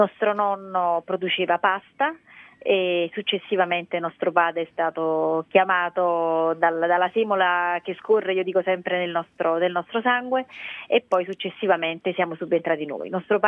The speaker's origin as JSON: {"language": "Italian", "town": "Gragnano", "region": "Campania", "country": "Italy", "tie": "born or raised there", "said": "Noi siamo nati a Gragnano, siamo cresciuti e continuiamo a viverci. Ci sentiamo legati al territorio perché ci ha dato tanto."}